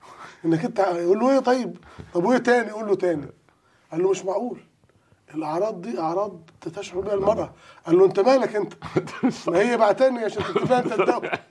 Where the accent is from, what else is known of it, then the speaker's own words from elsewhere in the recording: Upper Egypt, Egypt; انا عشان صعيدي عدتها